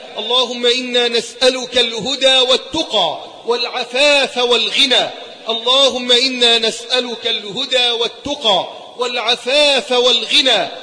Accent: Egypt; اللهم احفظ بلدنا مصر من كل سوء وسائر بلاد

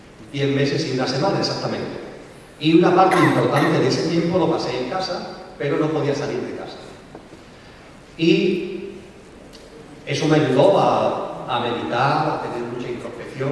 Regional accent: Seville, Andalusia, Spain; born there; en el Hospital García Morato de Sevilla, que fue donde yo nací

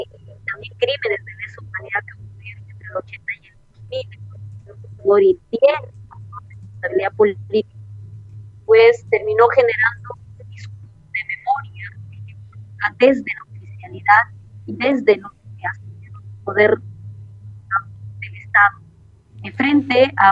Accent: Peru; nuestro país hoy mantenga todavía políticas totalmente lesivas hacia la propia soberanía nacional como peruanos

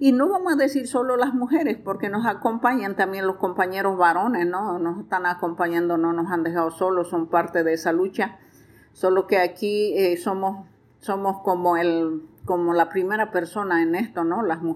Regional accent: Bolivia; somos parte nosotros como bolivianos en Riverón porque somos afluentes del Madera

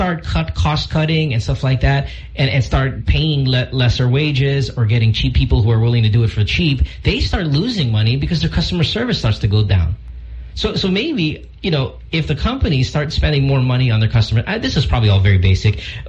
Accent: Philippines; growing up in the Philippines, I never really cared, like, oh, where am I going to be in 10 years here?

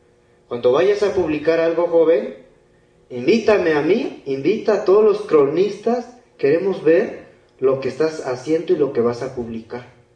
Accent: Guerrero, Mexico; Yo vengo del estado de Guerrero

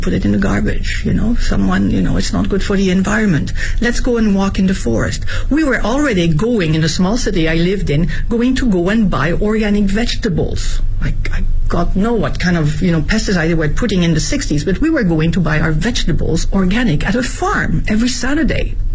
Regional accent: Nouvelle-Aquitaine, France; also born or lived in Paris; My mother was French. My dad is American. I was born in Paris and raised in the southwest of France, near Bordeaux.

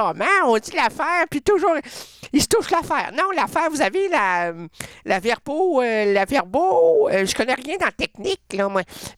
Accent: Sherbrooke, Quebec, Canada; Mais moi, parce que je viens de Sherbrooke. Sherbrooke. Mais Sherbrooke ne peut pas sortir de moi.

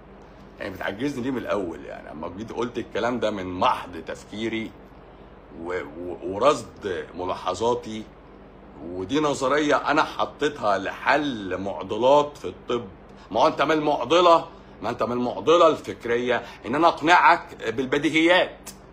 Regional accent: Egypt; انا مصري.

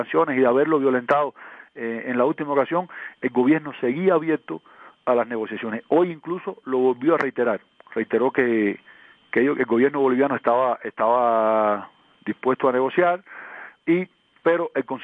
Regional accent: Cuba; A ver, yo soy cubano

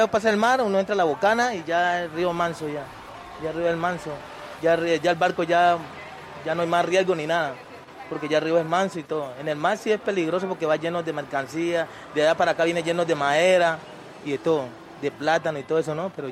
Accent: Bajo Baudó, Chocó, Colombia; born there; moved away as an adult; En el Bajo Audón.

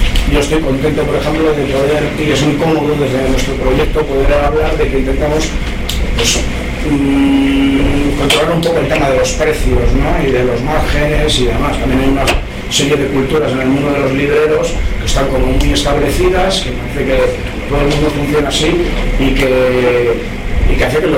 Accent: Vitoria-Gasteiz, Basque Country, Spain; menos que soy de Gasteiz

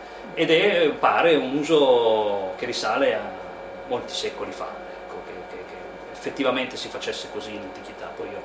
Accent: Piedmont, Italy; io sono piemontese. Io sono nato in collina, ho vissuto in collina

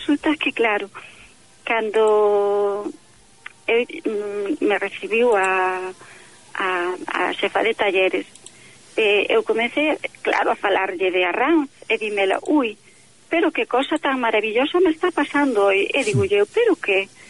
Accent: Galicia, Spain; first language Galician; porque eu penso en galego, sabes, porque a miña lingua materna, eu falo tamén castelán, pero a miña lingua materna é o galego.

